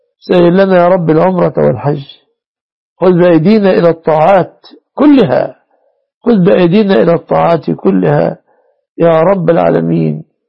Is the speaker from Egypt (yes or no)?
yes; Egypt; احفظنا واحفظ بلادنا مصر وسائر بلاد المسلمين